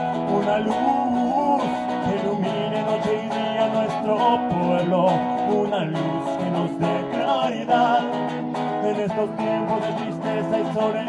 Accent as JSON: {"language": "Spanish", "region": "Querétaro", "country": "Mexico", "said": "Vengo desde Querétaro."}